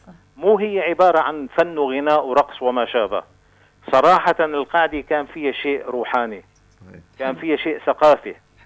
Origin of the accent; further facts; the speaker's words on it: Latakia, Latakia Governorate, Syria; من اللاذقية،